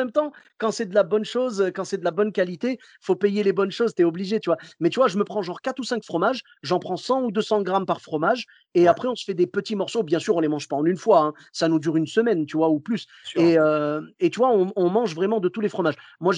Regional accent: Clermont-Ferrand, Auvergne-Rhône-Alpes, France; Moi, je viens de Clermont-Ferrand. Tu sais, là-bas, c'est le pays du bleu d'Auvergne.

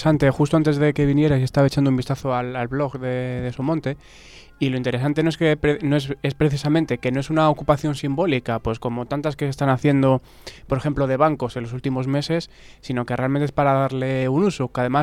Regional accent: Ciudad Real, Castilla-La Mancha, Spain; now in Asturias, Spain; Yo soy de Ciudad Real y digamos que es un sistema de propiedad mucho, mucho más distinto que la que hay en Asturias.

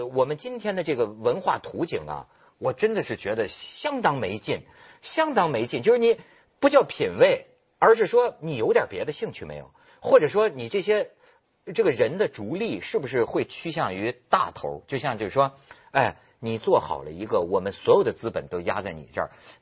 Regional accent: China; 当然我也是中国人了，

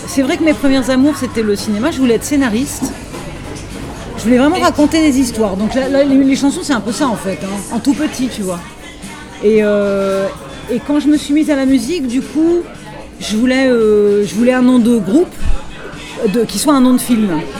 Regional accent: Limoges, Nouvelle-Aquitaine, France; born there; now in Paris, France; Je suis née à Limoges.

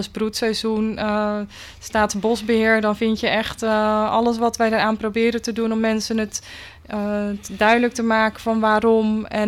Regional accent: Netherlands; Maar ik kom zelf uit de Biesbos, daar ben ik geboren en getogen.

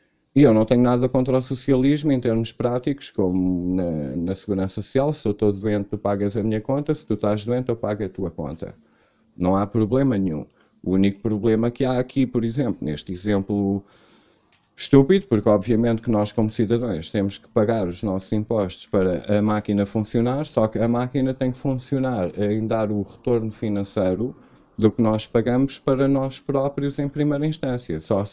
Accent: Portugal; Porque na hora de pagar a conta eu sou português, na hora de ser português tenho que ser do mundo.

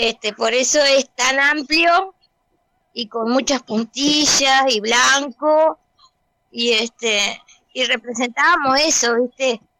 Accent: Colonia del Sacramento, Colonia, Uruguay; soy de Colonia del Sacramento, nacida aquí. Vivo aquí, soy acá, tengo mis añitos de experiencia

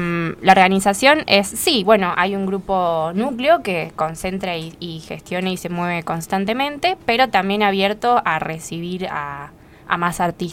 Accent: Villa Giardino, Córdoba, Argentina; somos todos de Yardino.

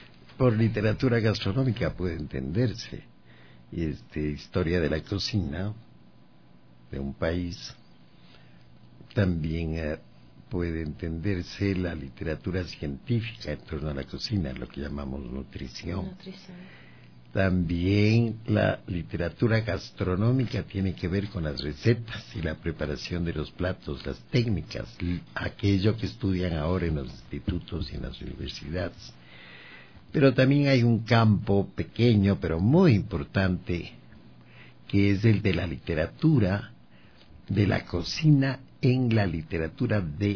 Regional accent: Baños de Agua Santa, Tungurahua, Ecuador; Y no era solo Quito, porque yo vengo de Baños de Agua Santa.

